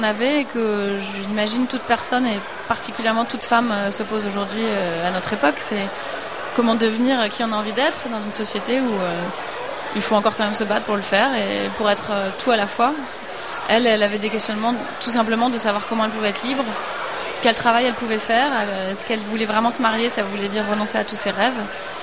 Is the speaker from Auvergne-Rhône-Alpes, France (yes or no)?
no; Paris, Île-de-France, France; c'était très compliqué de la conseiller en tant que petite Parisienne